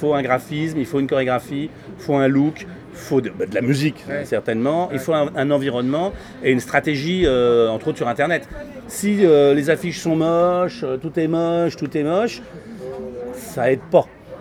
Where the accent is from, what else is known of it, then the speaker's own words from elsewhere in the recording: France; Je suis français.